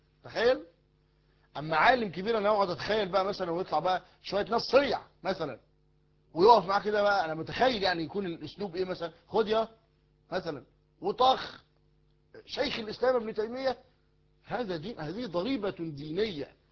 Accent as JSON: {"language": "Arabic", "country": "Egypt", "said": "انتوا عارفين المثل الدارج عندنا في مصر"}